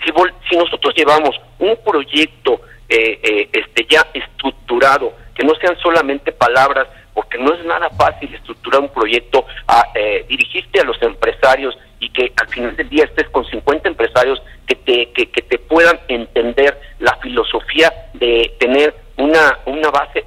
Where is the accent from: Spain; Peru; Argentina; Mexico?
Mexico; voy a apoyar a México porque soy mexicano.